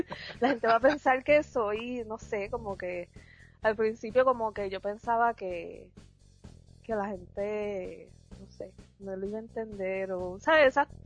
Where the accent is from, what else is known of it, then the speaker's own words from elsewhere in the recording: Cayey, Puerto Rico; Yo soy de Calley, originalmente, nací y criada por allá, Calley, Puerto Rico.